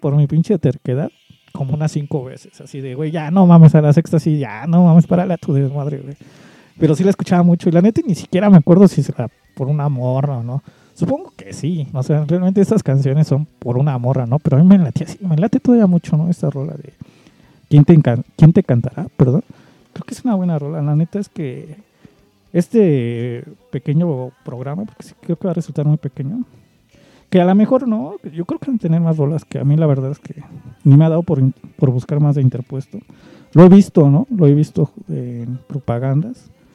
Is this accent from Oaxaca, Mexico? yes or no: no; Mexico City, Mexico; o al menos los que somos acá chilangos